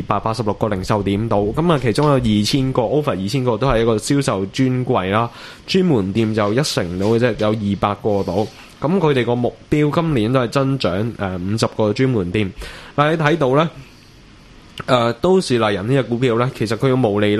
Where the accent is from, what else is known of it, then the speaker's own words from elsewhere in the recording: Hong Kong; 我哋香港人叫個業務嘅。